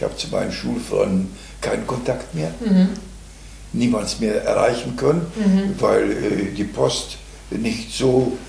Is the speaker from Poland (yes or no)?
yes; Chorzów, Silesian Voivodeship, Poland; now in Germany; Ich komme aus dem schlesischen Raum.